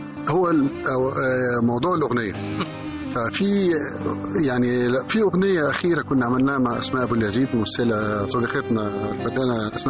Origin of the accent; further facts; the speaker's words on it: Alexandria, Alexandria Governorate, Egypt; هو إحنا فعلا اسكندرانية، وكلنا يعني اتجمعنا قبل 2005 بسنين طويلة كمان